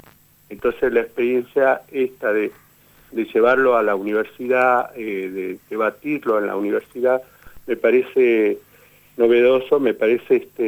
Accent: San Francisco Solano, Buenos Aires Province, Argentina; Teníamos una cierta vergüenza de decir que éramos de San Francisco Solano, ¿no?

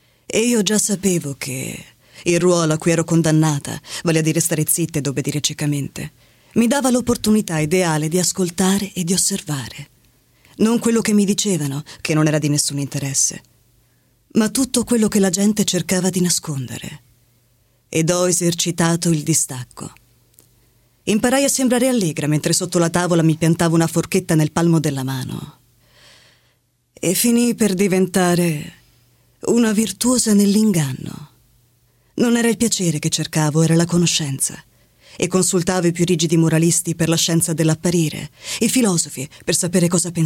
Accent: Verona, Veneto, Italy; now in Rome, Italy; Vengo da Roma, da anche Roma. Se sono veronese ma abito qui da tantissimi anni.

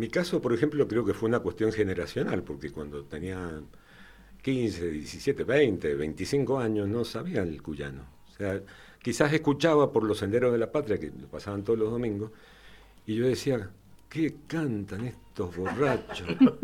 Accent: San José de Mayo, San José, Uruguay; Yo nací ahí en San José. Bueno, nací en el hospital Emilio Civil, allá en el parque, ¿no? Pero uh-huh. Mis primeras horas fueron ahí en San José, muy cerquita de la terminal

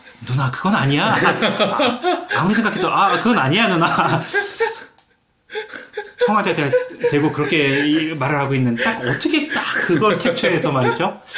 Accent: South Korea; now in United Kingdom; 떳떳하게 한국에서 왔다 얘기 지금까지는 잘했는데

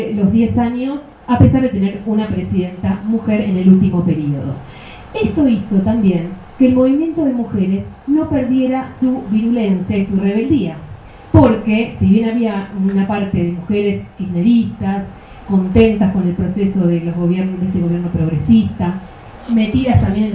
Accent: Argentina; por los cuales conserva su salud el movimiento de mujeres y su radicalidad en mi país. El primero es los encuentros nacionales de mujeres. No se puede hablar de movimiento de mujeres en Argentina sin eso.

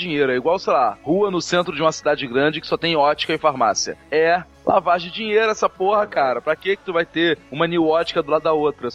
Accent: Duque de Caxias, Rio de Janeiro, Brazil; no magnífico município de Duque de Caxias, minha terra natal

